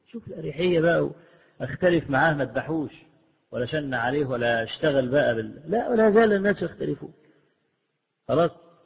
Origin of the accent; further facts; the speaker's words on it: Egypt; وأنا ما بقولش الكلام ده لأن أنا مصري